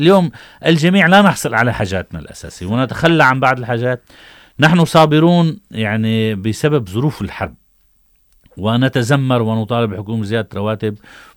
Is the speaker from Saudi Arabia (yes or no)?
no; Syria; وعلي أنا كسوري أن أعيش بهدول 200 ألف ليرة خلال 12 شهر